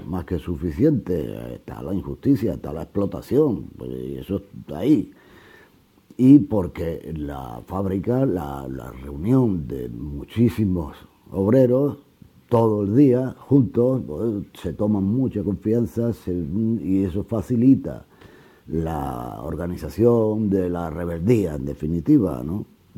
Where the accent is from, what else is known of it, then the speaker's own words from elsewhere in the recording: La Herrería, Andalusia, Spain; born there; Nací en La Herrería, una aldea de Fuente Palmera, provincia de Córdoba. En el año 42 me tocó pues crecer en la posguerra, en los años de la hambre.